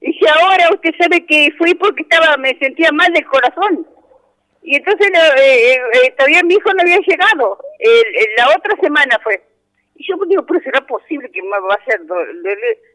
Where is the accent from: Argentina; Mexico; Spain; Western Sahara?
Argentina; Balcheta, Río Negro; De acá, de Balcheta.